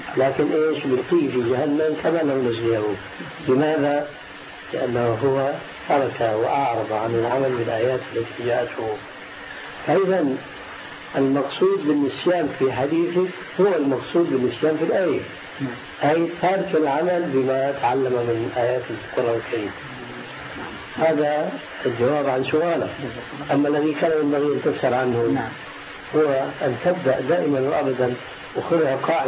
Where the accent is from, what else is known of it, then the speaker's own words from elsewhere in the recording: Syria; عندنا في سوريا